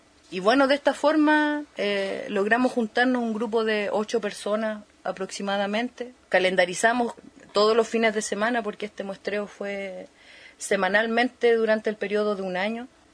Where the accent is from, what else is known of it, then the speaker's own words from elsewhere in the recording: Puerto Cisne, Aysén, Chile; Soy de Puerto Cisne